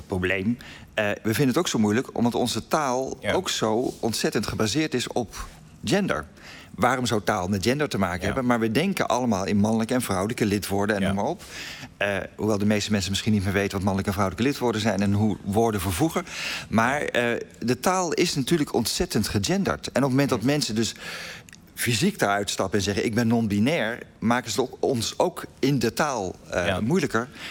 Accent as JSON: {"language": "Dutch", "country": "Netherlands", "said": "We denken heel vaak, wij zijn liberaal, wij zijn modern, wij zijn Nederlanders en we zijn altijd verlicht geweest."}